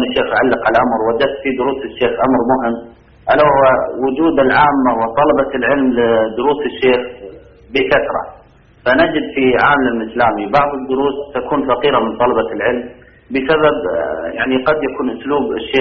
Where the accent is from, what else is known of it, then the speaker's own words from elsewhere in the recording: Saudi Arabia; وأنا من السعودية